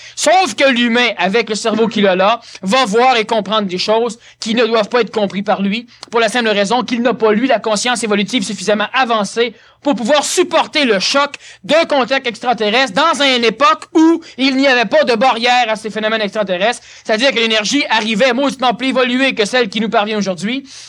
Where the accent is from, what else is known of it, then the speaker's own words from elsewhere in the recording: Quebec, Canada; Je suis Québécois. Je suis né au Québec